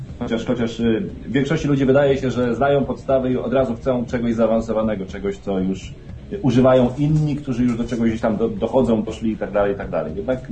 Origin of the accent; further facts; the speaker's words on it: Świnoujście, West Pomeranian Voivodeship, Poland; jestem były rzeźnik z małego miasteczka Świnoujścia. Pozdrawiam serdecznie wszystkich stamtąd, bez wyjątku.